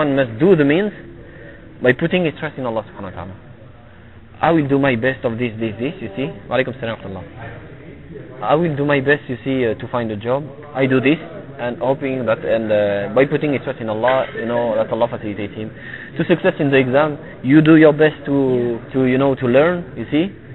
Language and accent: English; Tunisia; now in France; I'm originally from Tunisia. I'm coming from France.